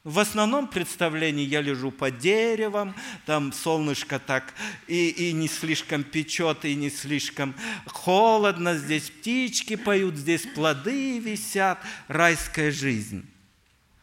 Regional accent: Omsk Oblast, Russia; я вырос в Сибири, в Омской области, это мой земляк

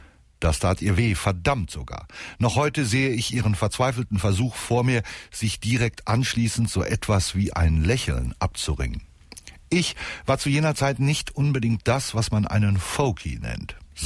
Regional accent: North Rhine-Westphalia, Germany; Ich bin Westfale, so schnell werfe ich nichts weg

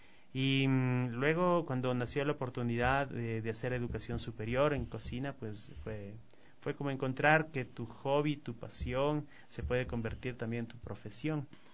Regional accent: Ecuador; Si somos cocineros ecuatorianos, tenemos que cocinar cocina ecuatoriana.

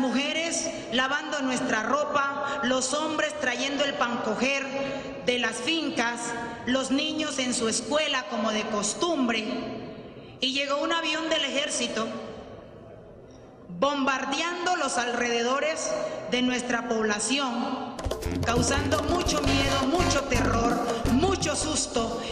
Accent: El Charco, Nariño, Colombia; vengo de la inspección de San José, en el río Tapaje, municipio del Charco Nariño, Pacífico Sur.

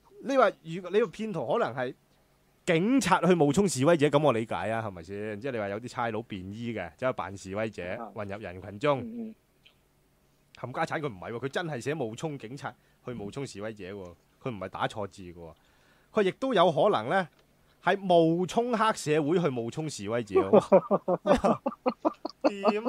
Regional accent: Hong Kong; 我哋香港人咧系有公德心嘅，公德心啊！我哋香港人有公德心嘅

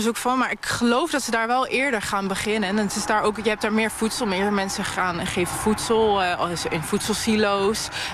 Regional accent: Gelderland, Netherlands; Ik heb ook wel eens gehad dat ik ben opgegroeid in Gelderland en dat ik in Noord-Holland de koolmezen compleet anders vond zingen.

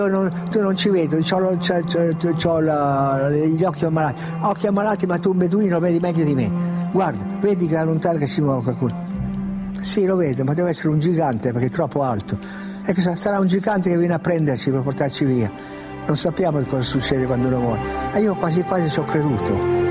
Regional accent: Piedmont, Italy; E poi da piemontese fesso, testardo, io ho detto no, io devo andare.

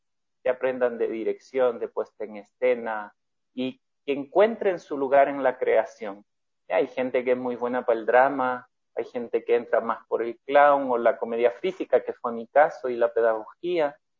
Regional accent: Ecuador; yo soy ecuatoriano.

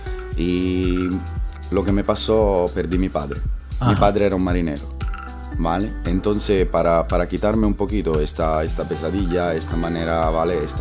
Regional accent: Bologna, Emilia-Romagna, Italy; Yo soy de Bolonia.

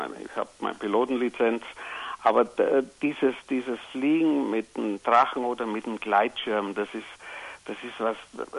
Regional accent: Southern Germany, Germany; Du wirst sicher hören, ich komme aus Süddeutschland.

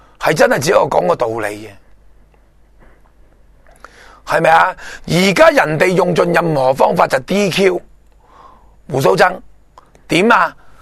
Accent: Hong Kong; 咁系咪佢嘅立场系咪会比较贴近我哋香港人啊？

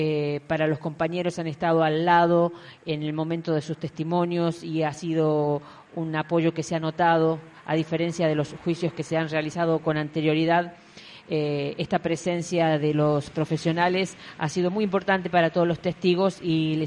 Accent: La Rioja, Argentina; exigimos como riojanos que se investigue dónde están los bebés de los desaparecidos

